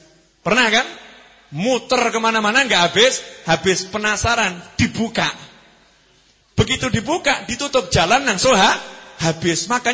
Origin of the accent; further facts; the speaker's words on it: Java, Indonesia; Cuman kita orang Jawa lebih seneng bahasa Indonesia.